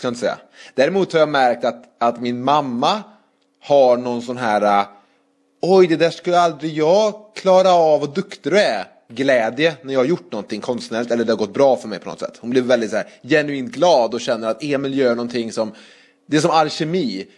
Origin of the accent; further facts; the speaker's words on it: Trollhättan, Västra Götaland County, Sweden; Så går man runt i Trollhättan där jag kommer ifrån